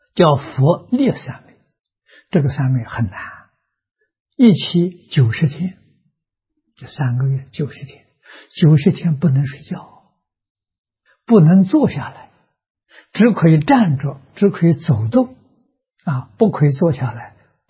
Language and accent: Chinese; China; 先入为主啊，他第一个修这个法门。